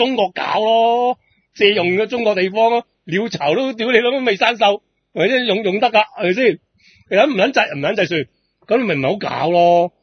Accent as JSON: {"language": "Cantonese", "country": "Hong Kong", "said": "免费俾我哋香港人听。"}